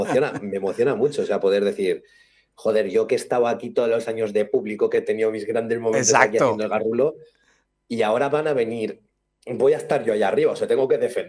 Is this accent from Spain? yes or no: yes; Alicante, Valencian Community, Spain; porque yo soy alicantino